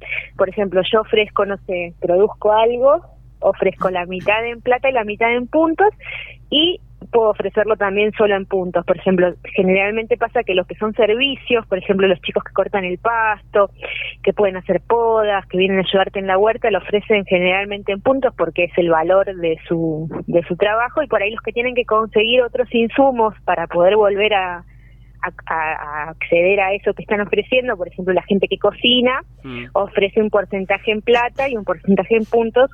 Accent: Los Hornillos, Córdoba, Argentina; que también somos de acá de Los Hornillos, de empezar a armar un grupo acá en la zona

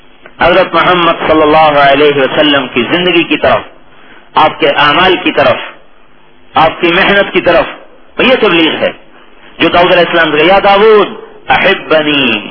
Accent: Khanewal, Punjab, Pakistan; چلو بھائی خانے وال چھوڑ دے، میرا ضلع خانے والا شاید آپ ناراض ہو جائیں

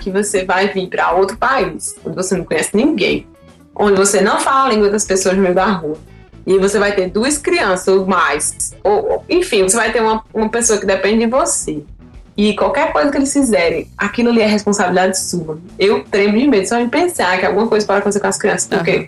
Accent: Paraíba, Brazil; moved away; Aí eu sou da Paraíba, já chegava aquele negócio nordeste, né?

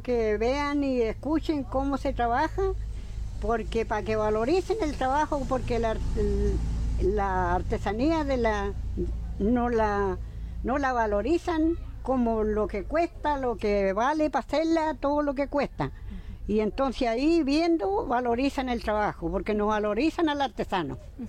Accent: Pilén, Maule, Chile; Soy de Pilén, pertenezco a Cauquenes, Maule. Nací y criada en Pilén.

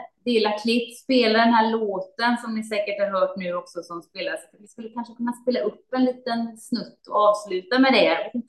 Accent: Gothenburg, Västra Götaland County, Sweden; Det var 80-talet när jag växte upp i Göteborg.

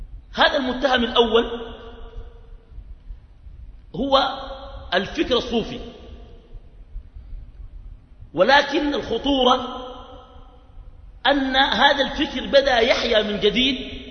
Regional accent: Sudan; وعندنا في السودان مشكلة، الموتى يحيون

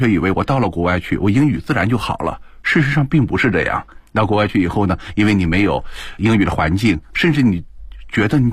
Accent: China; 他呢看到了我说你是哪里人，我说我是中国人

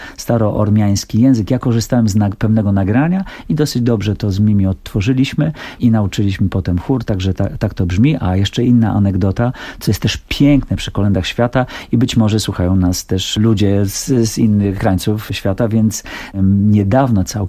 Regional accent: Białystok, Podlaskie Voivodeship, Poland; Wychowałem się w Białymstoku. I tam jest sporo osób z obrządku prawosławnego i te wschodnie zaśpiewy też są tam znane

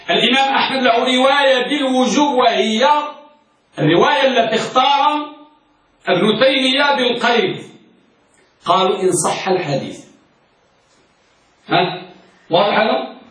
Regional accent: Morocco; نحن من المغرب يا مغرب العرب.

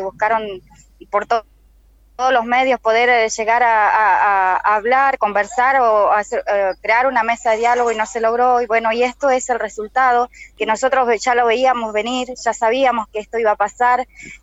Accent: Colonia Cushamen, Chubut, Argentina; now in Buenos Aires, Argentina; Yo vengo de Chubut, soy de Colonia Cuzamén, de la organización Mapuche Tehuelche.

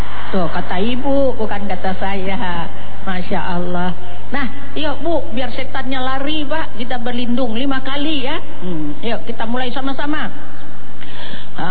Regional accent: Indonesia; Kita orang mana? Indonesia.

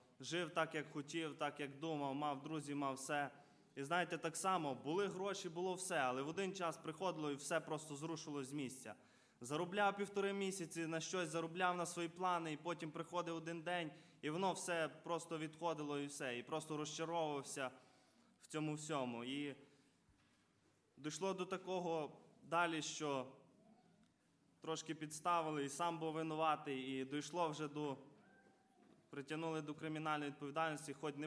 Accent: Kovel, Volyn Oblast, Ukraine; я сам із Волинської області, міста Ковеля.

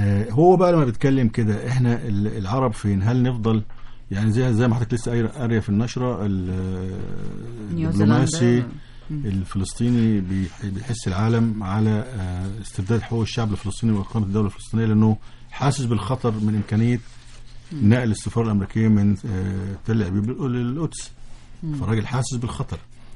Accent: Egypt; بس احنا اللي يخصنا كمصريين وكعرب من الموضوع

